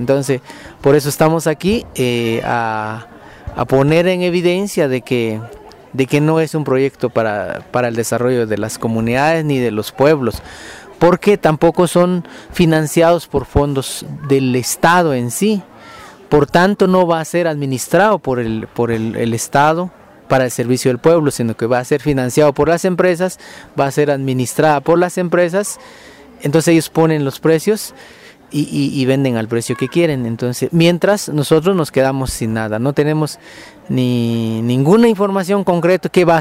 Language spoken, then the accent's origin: Spanish; Ixcán, Quiché, Guatemala; vengo de Ixcán, Quiché, Guatemala.